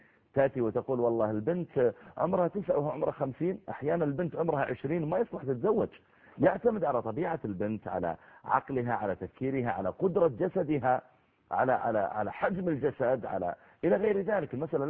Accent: Saudi Arabia; هو المهر اللي موجود عندنا في السعودية

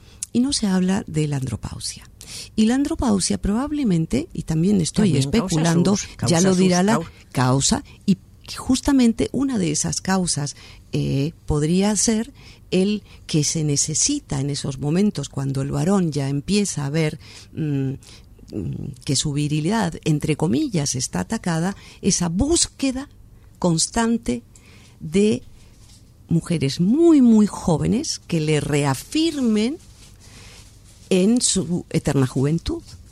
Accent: Argentina; Bueno, como yo soy argentina

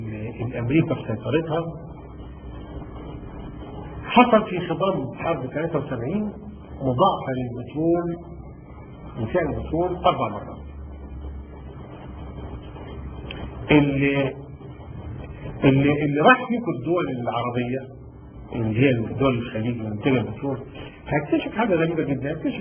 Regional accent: Sharqia Governorate, Egypt; انا من الشرقيه

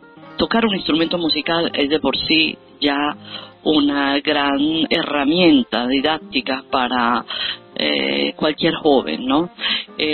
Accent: Rome, Lazio, Italy; also born or lived in Venezuela; Yo me crié en Italia, en Roma, mi papá se casó con una italiana, y nosotros, los cuatro hijos de maestros, vivimos en Italia, nos criamos allí

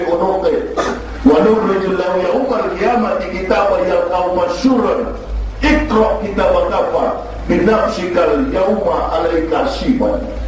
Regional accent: Manado, North Sulawesi, Indonesia; Saya orang Manado.

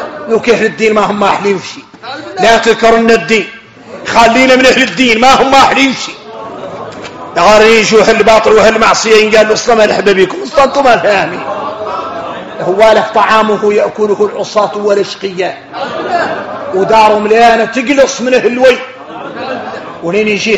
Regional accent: Mauritania; نحن موريتاني.

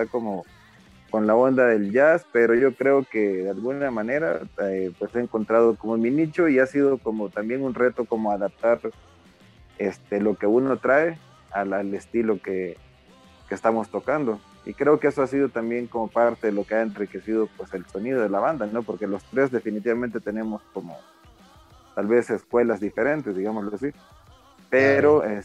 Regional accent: El Salvador; yo soy de El Salvador, entonces pues allá armé una banda con unos amigos

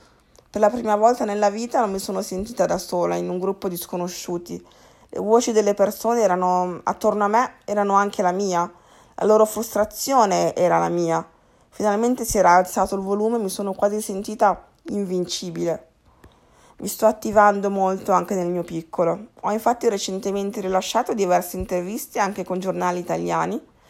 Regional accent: Milan, Lombardy, Italy; now in New York, United States; Sono nata e cresciuta a Milano, città alla quale devo davvero molto. Vivo più o meno da 5 anni a New York.

